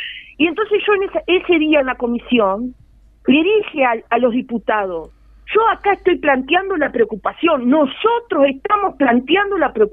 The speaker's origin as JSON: {"language": "Spanish", "country": "Uruguay", "said": "porque nosotros como uruguayos"}